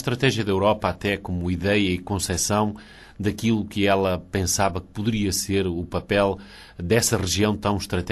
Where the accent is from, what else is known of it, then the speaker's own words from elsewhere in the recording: Portugal; moved away; Portugal preocupa-me porque é o meu país de origem, os meus irmãos estão lá, sobrinhos.